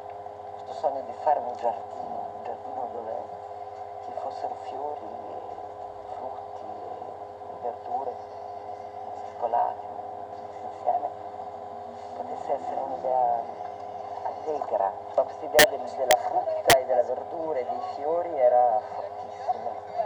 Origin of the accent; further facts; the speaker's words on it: Trentino-Alto Adige, Italy; io sono vissuta in Valdissoli, in questo a 1000 metri, dove c'era una natura molto selvaggia